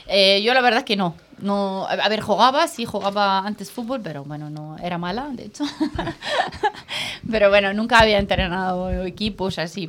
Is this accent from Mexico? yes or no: no; Cairo, Cairo Governorate, Egypt; Spanish is a second language; Bueno, nada, pues yo soy del Cairo, de Egipto, donde hay pirámides o no sé qué, pues esto.